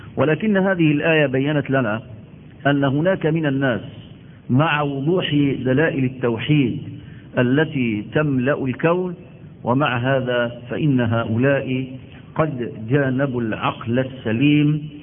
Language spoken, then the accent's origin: Arabic; Egypt; نحن عندنا في مصر بلد الأزهر